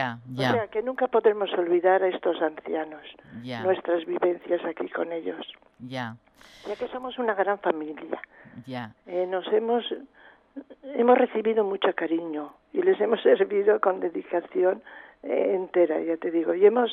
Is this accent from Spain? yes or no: yes; Callosa d'en Sarrià, Valencian Community, Spain; yo soy de la provincia de Alicante, soy de Callosa de Sarriá, al lado de Benidorm. Bueno, es muy parecido tanto el clima como el habla y todo con Ibiza.